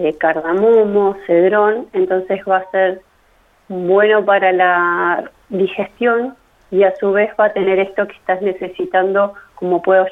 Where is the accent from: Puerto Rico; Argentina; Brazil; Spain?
Argentina; Córdoba; Sí, yo soy cordobesa, así que empecé por allá